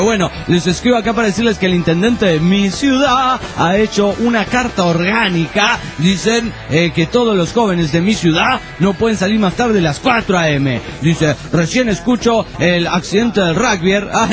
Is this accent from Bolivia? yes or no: no; Punta del Este, Maldonado, Uruguay; soy de Punta del Este.